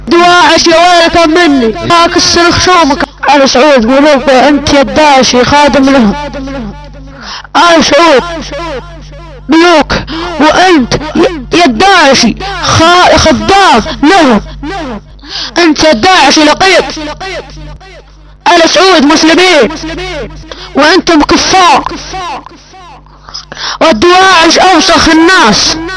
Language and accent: Arabic; Saudi Arabia; وانا سعودي ولد الملك سلمان.